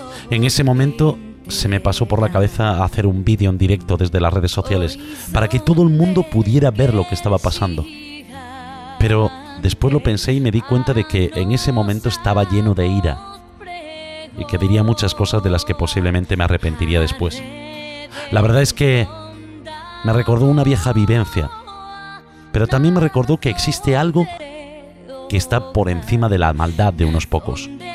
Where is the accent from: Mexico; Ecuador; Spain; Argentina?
Spain; Galicia; Esta noche quiero comenzar el programa con el fondo musical del himno de mi tierra, el himno gallego.